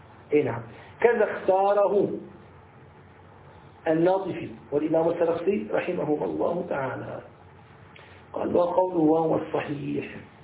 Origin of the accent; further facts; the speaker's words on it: Syria; أنا أذكر يعني أنني أدركت عندنا في الشام كانوا يستعملونها عوض عن الصابون